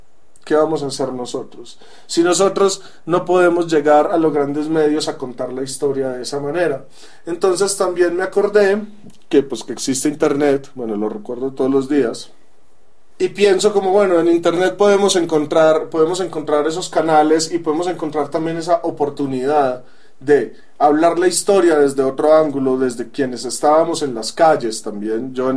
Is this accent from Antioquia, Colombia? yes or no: yes; Medellín, Antioquia, Colombia; accent: paisa; Provengo de Colombia, de Medellín específicamente. Mi acento se lo recordará a muchas personas que tal vez hayan oído el famoso acento paisa